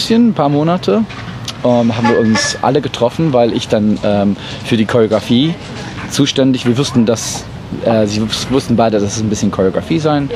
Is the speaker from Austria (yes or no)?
no; England, United Kingdom; German is a second language; Also ich bin Engländer, genau.